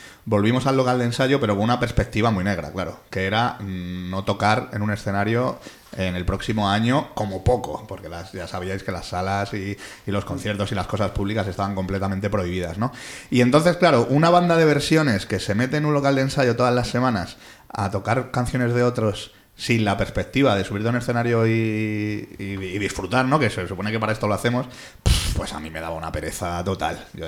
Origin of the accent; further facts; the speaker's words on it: Getafe, Community of Madrid, Spain; also born or lived in Pinto; provenimos un poco de Getafe, los tres, porque nuestra infancia la pasamos allí, pero ya estamos un poco esparcidos por el sur de Madrid. Yo, bueno, como has dicho, yo soy de aquí de Pinto.